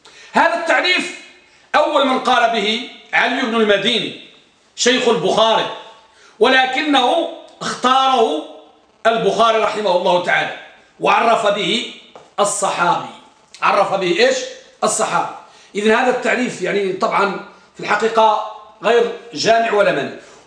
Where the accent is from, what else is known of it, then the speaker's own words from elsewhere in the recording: Tangier, Tanger-Tetouan-Al Hoceima, Morocco; عندنا بطنجة